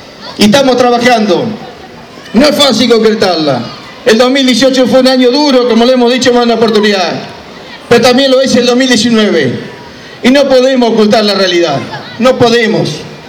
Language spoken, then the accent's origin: Spanish; Argentina; Y nosotros como los argentinos lo necesitamos más que nunca